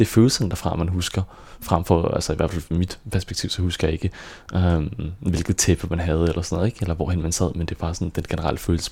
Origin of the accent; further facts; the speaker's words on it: Frederikssund, Capital Region of Denmark, Denmark; jeg voksede op i Frederikssund, ude i sådan en lille by ved siden af